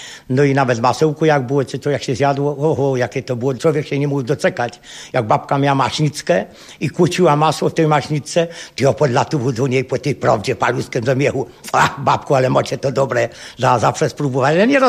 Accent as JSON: {"language": "Polish", "town": "Brzyna", "region": "Lesser Poland", "country": "Poland", "said": "Pochodzę ze wsi Brzyna, no ale jestem strasznie związany z tą Łowicą temu."}